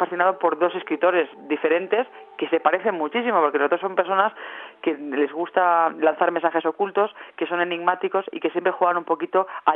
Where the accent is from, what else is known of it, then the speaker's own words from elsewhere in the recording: Valladolid, Castile and León, Spain; presento el libro el 24 de septiembre en Valladolid, en mi tierra